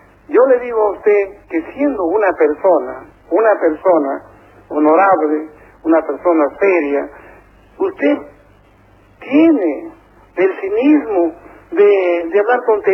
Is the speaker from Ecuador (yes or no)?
yes; Santo Domingo, Santo Domingo de los Tsáchilas, Ecuador; No, yo no soy mexicano, no. Yo soy de la mitad del mundo, de Santo Domingo, Los Colorados, de Ecuador.